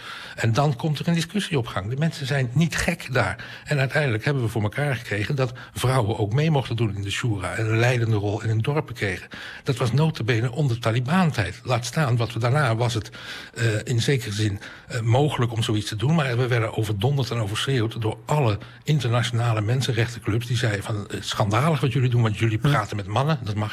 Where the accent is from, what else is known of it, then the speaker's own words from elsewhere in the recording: Afghanistan; Dutch is a second language; Wij zijn Afghanen, wij bepalen zelf wat er in ons land gebeurt.